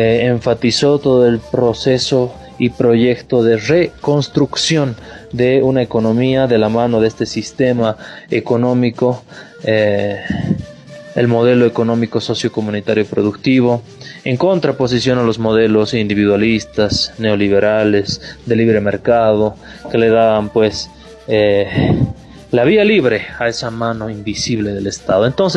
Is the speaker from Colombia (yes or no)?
no; Bolivia; todo lo que veníamos desarrollando como bolivianos de forma independiente, soberana